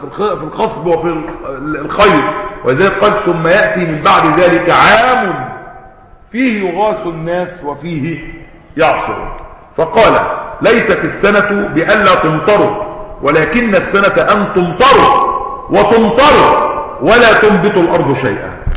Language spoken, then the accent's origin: Arabic; Egypt; زي ما كانوا عندنا في مصر قديما بيسموا القطن الذهب